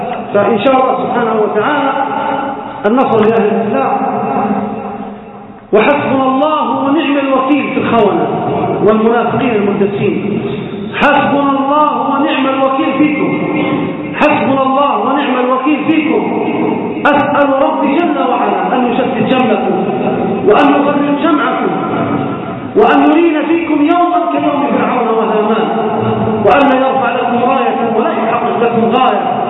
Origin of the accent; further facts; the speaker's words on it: Libya; في بلدنا ليبيا والإسقاط طرابلس كما حصل أيام طويلة